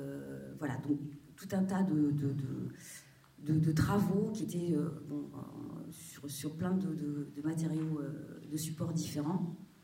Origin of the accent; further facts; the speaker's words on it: Auvergne-Rhône-Alpes, France; also born or lived in Saint-Étienne / Paris; d'avoir fait mes études à Saint-Étienne, parce que je suis native de Haute-Loire, dans un milieu paysan, mes parents étaient agriculteurs, donc le fait d'avoir quitté la ferme et d'être allée à Saint-Étienne, donc faire mes études, puis rentrer aux Beaux-Arts